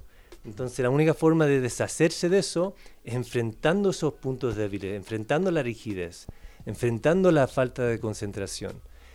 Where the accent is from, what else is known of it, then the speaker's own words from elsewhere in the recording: California, United States; Soy de los Estados Unidos, por si acaso, de California, viví mucho tiempo ahí.